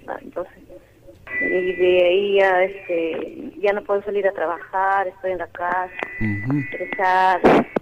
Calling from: Santiago de Surco, Lima, Peru; de Surco.

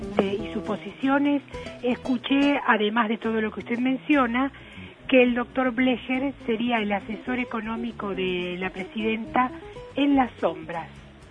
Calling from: Florida, United States; de Florida, gracias.

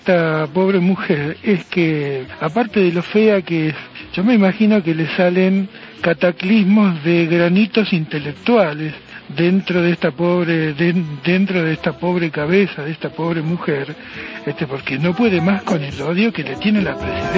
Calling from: Buenos Aires, Argentina

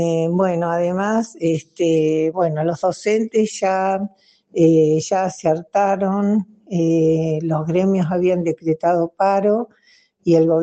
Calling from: Rawson, Chubut, Argentina; de Rawson, Chubut, Patagonia, Argentina.

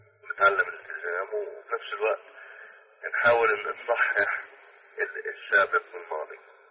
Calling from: United States; أنا بتكلم معك من أمريكا.

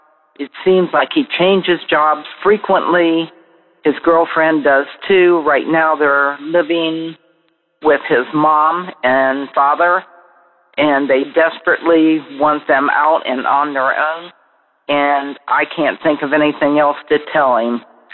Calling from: Columbus, Ohio, United States; I'm calling from Columbus, Ohio.

